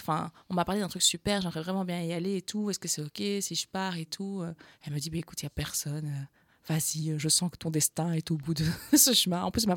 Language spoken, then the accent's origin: French; Wallonia, Belgium; accent: Carolo; Je disais, c'est parce que j'ai un accent, qu'on me parle comme ça, un accent carolo.